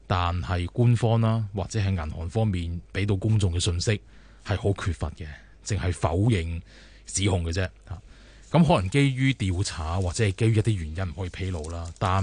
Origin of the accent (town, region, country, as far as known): Hong Kong